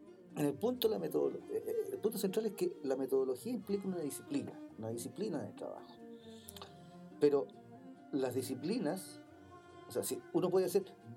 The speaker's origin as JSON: {"language": "Spanish", "country": "Chile", "said": "O sea, por ejemplo, en mi edificio, yo creo que la mitad somos chilenos, la otra mitad somos inmigrantes."}